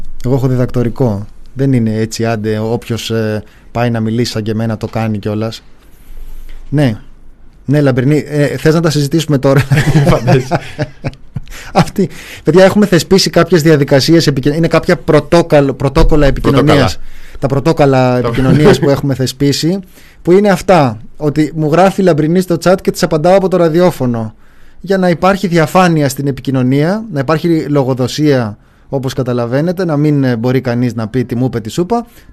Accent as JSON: {"language": "Greek", "town": "Ilioupoli", "region": "Attica", "country": "Greece", "said": "Εγώ είμαι από την Ηλιούπολη."}